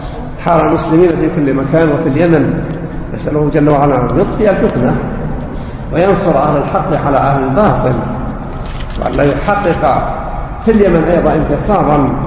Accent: Syria; أنا سوري.

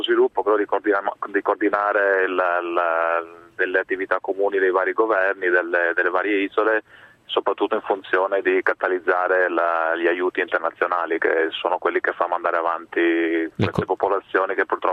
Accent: Treviso, Veneto, Italy; moved away; also born or lived in Bologna; Io originariamente di Treviso, poi in realtà sono 20 anni che manco da lì, ho vissuto a Bologna 10 anni e poi all'estero per quasi 15 anni prima di tornare in Italia appunto pochi mesi fa.

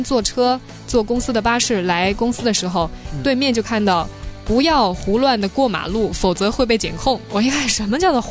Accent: China; 这是对于我从大陆来的，我看他哎这本书觉得还挺有启发

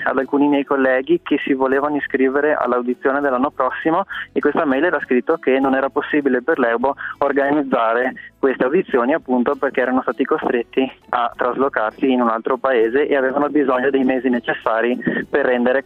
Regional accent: Treviso, Veneto, Italy; Io sono di Treviso.

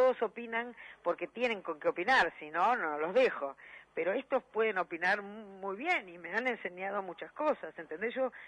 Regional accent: Buenos Aires, Argentina; Yo nací en La Boca, iba a ver las comparsas de La Boca, que eran realmente muy, pero muy imaginativas.

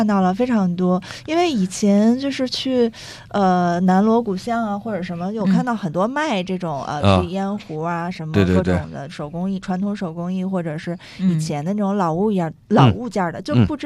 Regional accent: China; 就是我们中国人还是喜欢对称的美

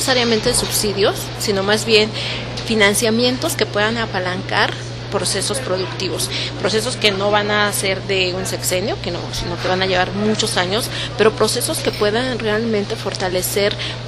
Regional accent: Mexico; un recurso natural que tenemos como mexicanos

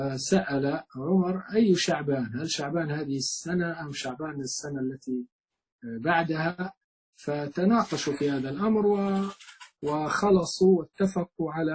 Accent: Libya; القذافي عندنا في ليبيا

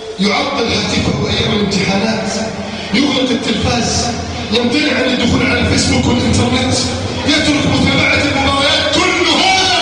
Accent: Egypt; اللهم احفظ بلدنا مصر من كيد الكائدين

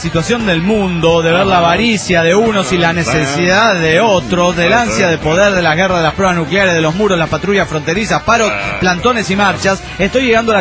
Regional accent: Coatzacoalcos, Veracruz, Mexico; soy de Coatzacoalcos, en Veracruz, México.

